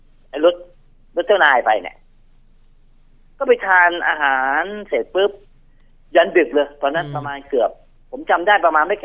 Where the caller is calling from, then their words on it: Bang Kapi, Bangkok, Thailand; บางกะปิครับผม